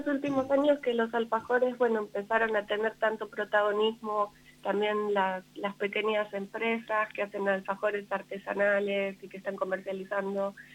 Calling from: Buenos Aires, Argentina; Estoy en Buenos Aires, en Capital Federal.

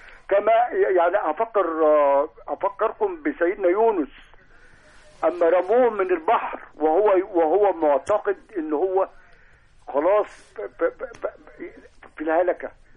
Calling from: Alexandria, Alexandria Governorate, Egypt; انا بكلمكم دايما من اسكندريه

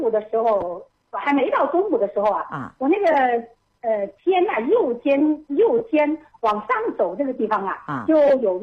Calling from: Wuhan, Hubei, China; 我是武汉

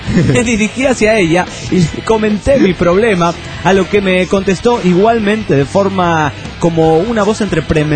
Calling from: Toluca, State of Mexico, Mexico; de Toluca, México.

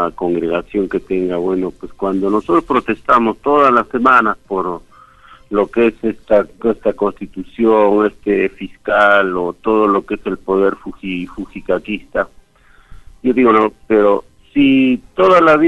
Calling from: Huancayo, Junín, Peru; de Huancayo.

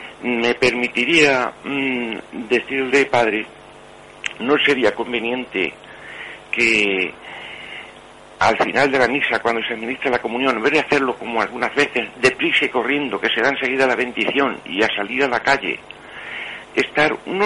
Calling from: Madrid, Community of Madrid, Spain; soy un madrileño, aquí está hablando

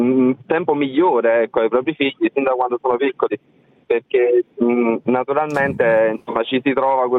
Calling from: Salerno, Campania, Italy; da Salerno, anche io come l'ascoltatrice precedente sono in macchina, non posso fermarmi.

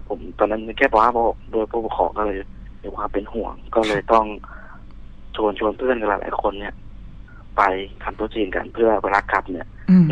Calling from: Suphan Buri, Thailand; สุพรรณครับผม

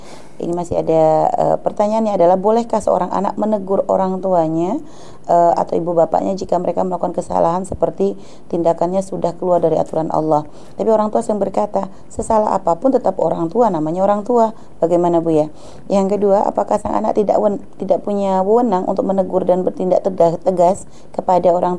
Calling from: Sumber, Indonesia; saya dari Sumber punya 3 anak dan tempat tinggal saya itu di depan musola.

